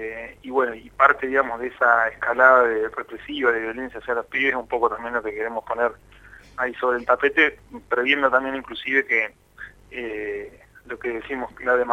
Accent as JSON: {"language": "Spanish", "town": "Azul", "region": "Buenos Aires Province", "country": "Argentina", "tie": "born or raised there", "said": "yo algo que rescato de mi infancia, de mi niñez en Azul"}